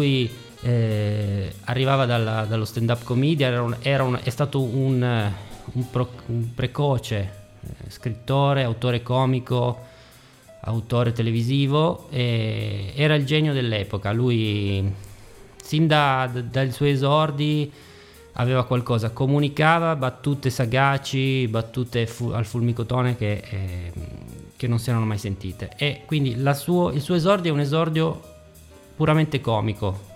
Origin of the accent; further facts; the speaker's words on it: Turin, Piedmont, Italy; born there; now in Ivrea, Italy; sono nato a Torino, abito Ivrea da alcuni anni